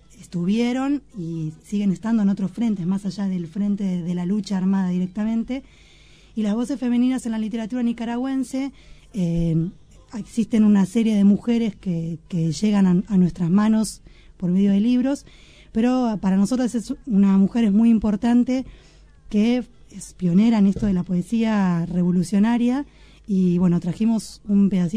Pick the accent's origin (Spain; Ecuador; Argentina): Argentina; con nuestra propia historia como argentinas